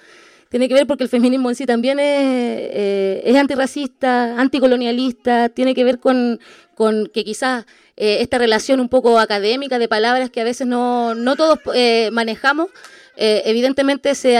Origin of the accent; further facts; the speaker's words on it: Temuco, Araucanía, Chile; born there; yo soy chilena, nací aquí en Temuco, pero soy chilena